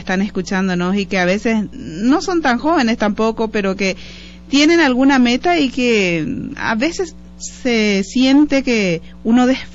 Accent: Paraguay; Nos sentimos también un poquito parte de todo tu triunfo como paraguayos, ya que estás llevando el nombre de nuestro querido Paraguay en alto

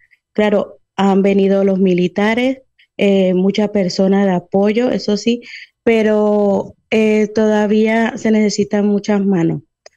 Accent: Colombia; also born or lived in Venezuela; Yo soy de Colombia, bueno, colombo-venezolana. Sí. Soy nacida en Venezuela y nacionalizada en Colombia, pues bueno, pertenezco a las dos nacionalidades.

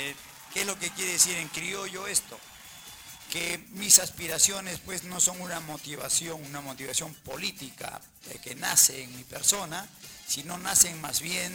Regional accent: Peru; En relación a de dónde soy, yo soy un peruano

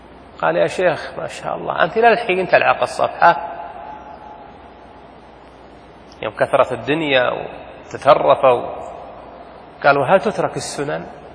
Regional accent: Saudi Arabia; لأن الدين ما هو بدين أهلنا، وله ديننا حنا يا سعوديين

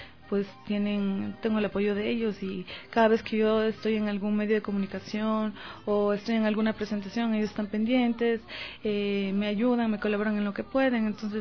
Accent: Quito, Pichincha, Ecuador; es una hermosa ecuatoriana, quiteñita 100%.

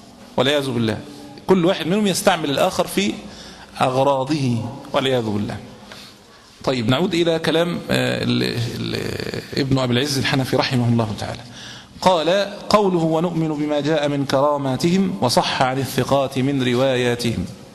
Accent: Egypt; وإن كان في بلادنا مصر الحمد لله تقريبا شبه الحمد لله بدأوا ينقرضوا

